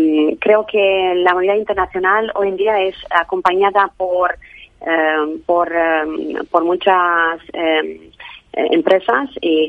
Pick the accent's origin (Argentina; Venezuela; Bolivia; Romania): Romania; Spanish is a second language; Tengo un acento pequeño porque vengo de Rumanía, y trabajé en muchos países.